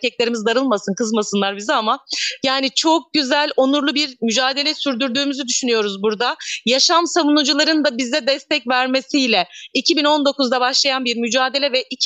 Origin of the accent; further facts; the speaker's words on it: İkizköy, Muğla, Turkey; İkizköylüyüm. İkizköy Ova mevkiinde dünyaya geldim. İki çocuk annesiyim. 43 yaşındayım. 98 yılında evlendim ve Bodrum'a gittim. 2 sene sonrası Milas Beçin'e taşındık